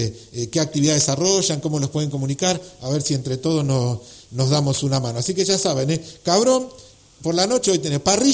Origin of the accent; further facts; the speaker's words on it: Remedios de Escalada, Buenos Aires Province, Argentina; born there; En algo que no soñamos, los que somos nacidos